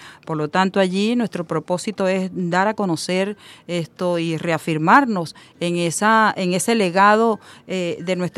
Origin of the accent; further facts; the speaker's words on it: Venezuela; es importante que nosotros como venezolanos la fortalezcamos